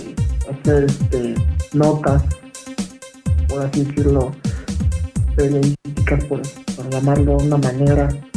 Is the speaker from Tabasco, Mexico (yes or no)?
no; Naucalpan, State of Mexico, Mexico; now in Mexico City, Mexico; Tengo 21 años. Soy originario del Estado de México, justamente del municipio de Naucalpan. Actualmente radico, bueno, en la Ciudad de México.